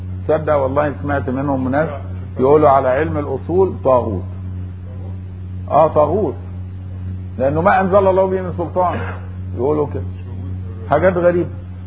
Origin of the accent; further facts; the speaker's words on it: Egypt; ومن اهل مصر يا جماعة، واحنا بنقول ان احنا مصريين واجدادنا واحد